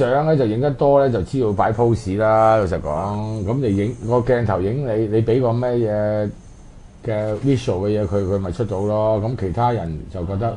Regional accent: China; 我哋中國人用呢個誓死啦

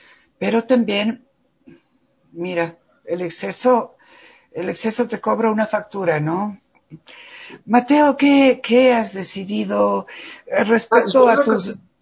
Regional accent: Ecuador; como seres humanos, que nacimos aquí en Ecuador

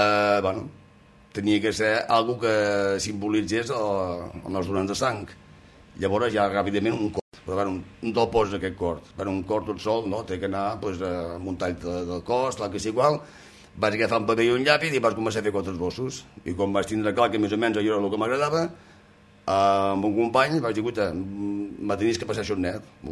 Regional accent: Girona, Catalonia, Spain; also born or lived in Colera; vaig ser batejat a la catedral de Girona i la meva infantesa va transcorrer entre Colera i Girona. Ja fins quan vaig ser més grandet que ja ens van quedar a Girona.

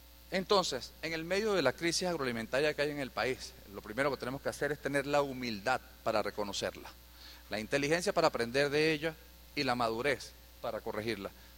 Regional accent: Venezuela; Las manos como venezolanos. Las manos de que aquí sí se puede producir

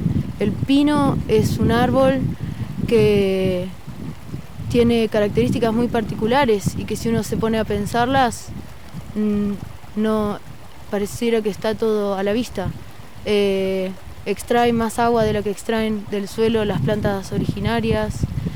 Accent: Chubut, Argentina; Yo soy de Chubut. Hoy día estamos aquí en la provincia de Río Negro

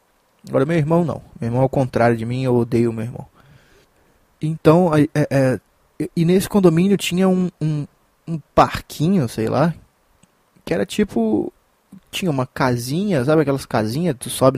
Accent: Minas Gerais, Brazil; eu sou de Minas Gerais

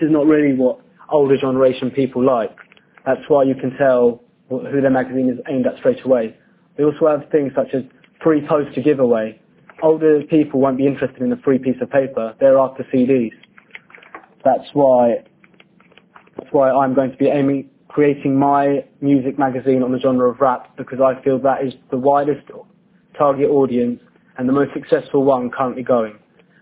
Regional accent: United Kingdom; He is just like me and many other boys who are born and bred in Britain but still understand the Pakistani language

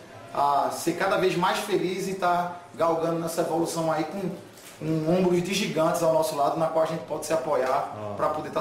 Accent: Recife, Pernambuco, Brazil; Nascido e criado, 36 anos, e nascido e criado aqui em Recife, né? Nessa parte do Nordeste brasileiro

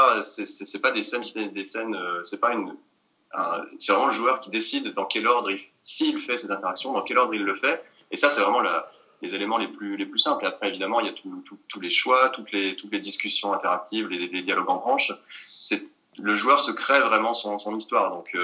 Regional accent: France; il fallait qu'on prouve qu'en tant que Français, qu'on savait écrire une histoire

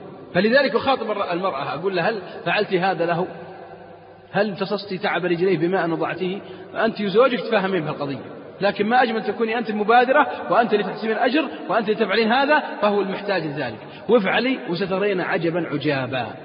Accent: Saudi Arabia; ليس في بلادنا السعودية

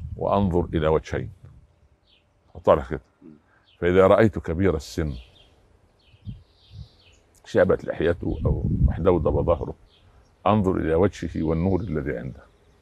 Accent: Egypt; مساكين عندنا في مصر في وسط نبات الملوخية

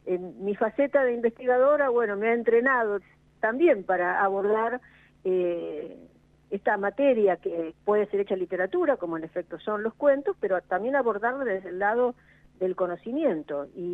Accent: Castelar, Buenos Aires Province, Argentina; Eduardo Sacheri, que además es vecino de Castelar, de mi ciudad. Los dos somos del oeste de Buenos Aires.

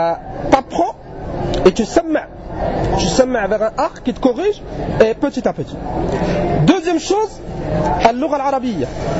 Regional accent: France; On vient de France, d'Europe

